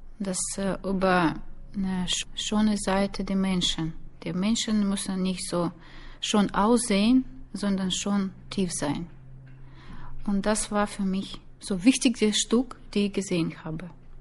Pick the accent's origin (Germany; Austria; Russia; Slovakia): Russia; Norilsk, Krasnoyarsk Krai; born there; German is a second language; Norilsk, die heimliche Stadt, wo ich geboren bin.